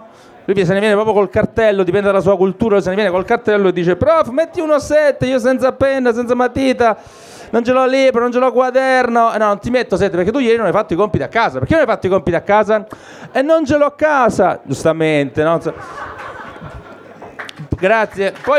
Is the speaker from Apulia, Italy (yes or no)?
yes; Apulia, Italy; Io sono del Salento, chi è, qualcuno è del sud, della Puglia?